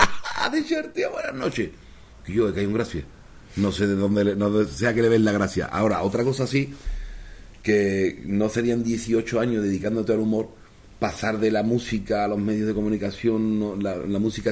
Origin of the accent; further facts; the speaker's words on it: Seville, Andalusia, Spain; born there; moved away as an adult; now in Catalonia, Spain; Yo nací en Sevilla, cuando me vine a Cataluña, yo era un empleado de Telefónica